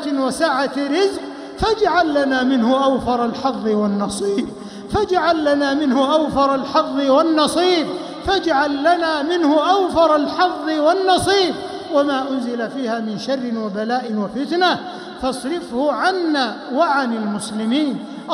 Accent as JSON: {"language": "Arabic", "country": "Saudi Arabia"}